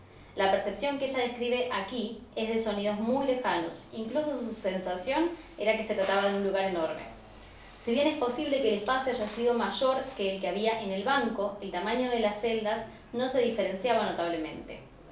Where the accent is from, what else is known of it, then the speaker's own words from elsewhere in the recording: Mendoza, Argentina; vengo de Mendoza, otra ciudad, visito a mi familia, discuto y vengo acá